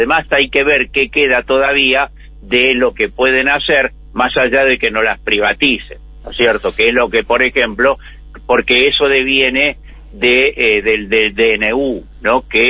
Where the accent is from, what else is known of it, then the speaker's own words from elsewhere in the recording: Buenos Aires, Argentina; ¿A mí qué me importa si yo soy militante porteño? No me importa nada, yo no vivo ni en Jujuy, ni en Catamarca, ni en Santa Cruz.